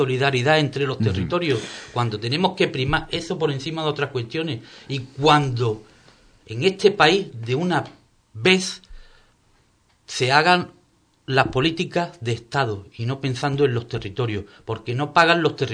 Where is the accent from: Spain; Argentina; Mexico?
Spain; Andalusia; yo me siento tan español y me siento español si voy a Barcelona como si estoy aquí en Andalucía, y me siento andaluz.